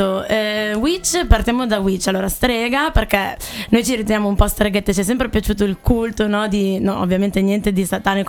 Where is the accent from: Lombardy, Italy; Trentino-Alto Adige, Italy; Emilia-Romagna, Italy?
Emilia-Romagna, Italy; sia in Emilia dalle mie parti